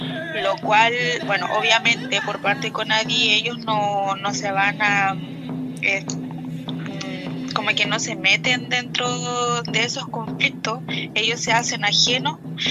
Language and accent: Spanish; Osorno, Los Lagos, Chile; soy del Loft Tralcaco, el Loft Cuquimo acá de la comuna de Osorno.